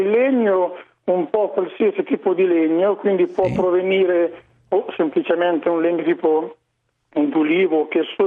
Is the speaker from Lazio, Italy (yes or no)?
no; Marche, Italy; io sono marchigiano, vado da Riccione fino a San Benedetto